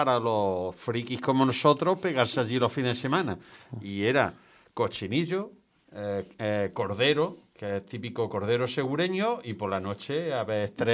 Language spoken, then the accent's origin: Spanish; Santiago de la Espada, Andalusia, Spain; pero casi pegando con Santiago la Espada, que eso ya es mi tierra, en Jaén